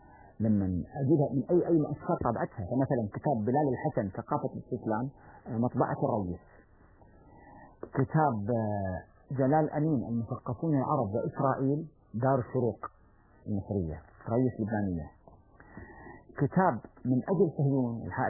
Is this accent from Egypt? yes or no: no; Kuwait; اللي يسمونه عندنا بالكويت